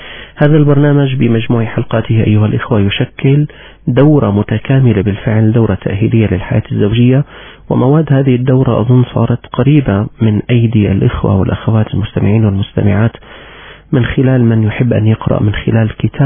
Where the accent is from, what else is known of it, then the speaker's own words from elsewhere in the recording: Syria; وذكرت لكم بأن مسحا صحيا أجري عندنا في سوريا في عام 2009